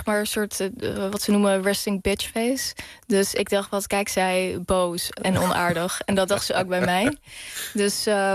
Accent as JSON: {"language": "Dutch", "town": "The Hague", "region": "South Holland", "country": "Netherlands", "said": "Ik kom uit Den Haag, zij komt uit Leiden, heel lief. Dus we hebben allebei een beetje die R. Dat is eigenlijk een regionale R."}